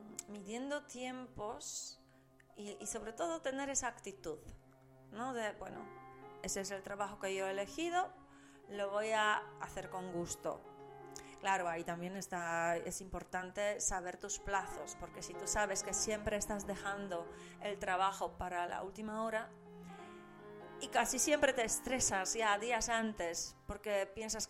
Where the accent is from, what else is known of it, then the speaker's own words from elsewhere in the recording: Poland; Spanish is a second language; now in Spain; yo soy de Polonia y no es que todos los polacos sean así